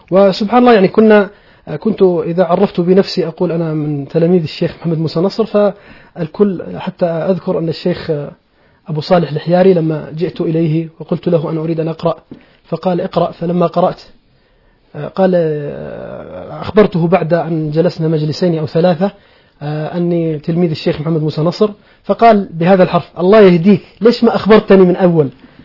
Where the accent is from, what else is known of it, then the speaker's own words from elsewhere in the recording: Mahis, Balqa Governorate, Jordan; بعد أن رحلت من منطقة من عمان ذهبت إلى بلدتي الأصلية وهي بلدة ماحص،